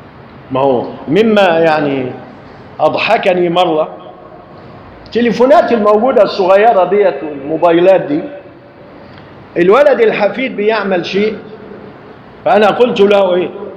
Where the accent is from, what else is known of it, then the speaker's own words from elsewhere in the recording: Egypt; فالمشايخ عندنا في مصر عندما يقرؤون قرآنا